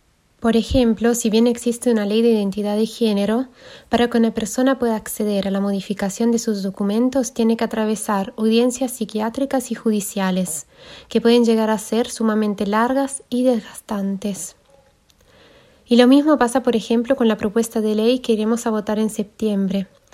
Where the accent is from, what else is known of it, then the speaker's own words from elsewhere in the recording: Switzerland; now in Argentina; nací y crecí en Suiza, donde estuve viviendo hasta hace 2 años cuando me vine a vivir a la Argentina.